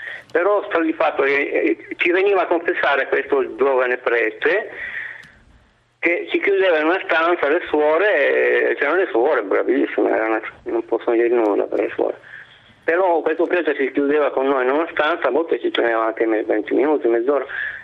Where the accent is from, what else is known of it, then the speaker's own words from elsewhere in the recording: Turin, Piedmont, Italy; Io ho 66 anni, sono di Torino